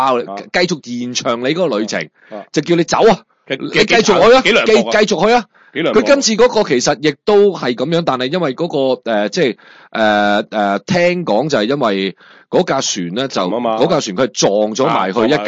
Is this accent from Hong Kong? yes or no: yes; Hong Kong